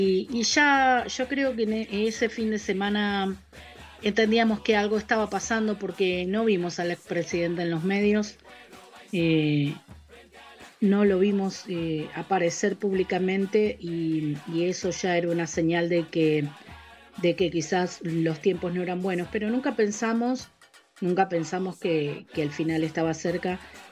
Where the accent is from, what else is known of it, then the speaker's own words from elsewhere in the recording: Uruguay; Lo que nos ha pasado como pueblo, como sociedad uruguaya